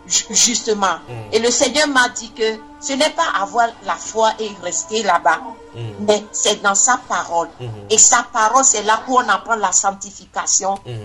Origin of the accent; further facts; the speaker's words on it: Togo; J'ai dit, je viens du Togo.